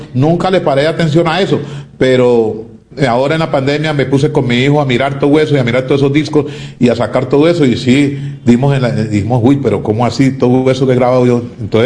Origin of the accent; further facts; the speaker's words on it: Cali, Valle del Cauca, Colombia; Como caleño, pues ese era el arrebato mío.